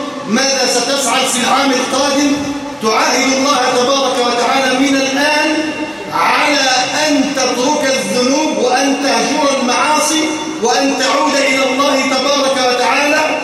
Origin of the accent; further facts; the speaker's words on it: Egypt; اللهم إنا نسألك أن تجعل بلدنا مصر أمنا أمانا